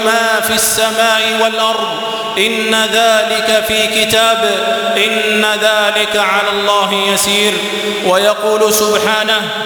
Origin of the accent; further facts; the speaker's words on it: Algeria; تستغل أوضاع بلادنا الجزائر